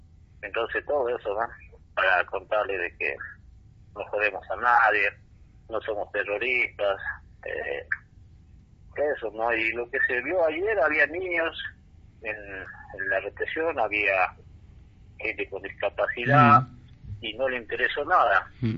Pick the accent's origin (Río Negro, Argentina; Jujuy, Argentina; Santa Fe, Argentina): Jujuy, Argentina; Tilcara; Soy acá de Tilcara, soy un integrante de la comunidad Cueva del Inca